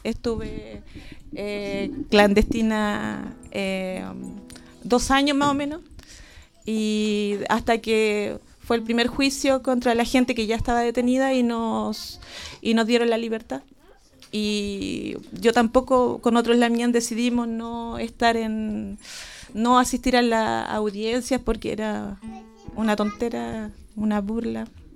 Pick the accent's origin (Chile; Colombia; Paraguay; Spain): Chile; Santiago, Santiago Metropolitan Region; born there; now in Cholchol, Chile; Ahora estoy viviendo en Cholchol, pero yo nací en Santiago. Ahora el 2020 voy a cumplir 20 años acá. Me vine con el sueño de ser mapuche